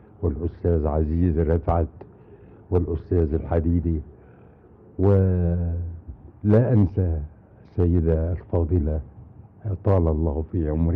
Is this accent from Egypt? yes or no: yes; Egypt; now in United Kingdom; الى ان تتاح لي فرصة تانية في اني يعني اجي بلدي واعمل في بلدي